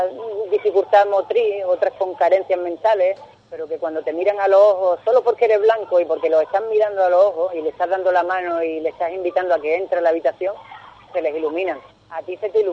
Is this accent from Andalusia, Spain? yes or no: yes; Ubrique, Andalusia, Spain; que llegaran a mi casa o a mi pueblo en Ubrique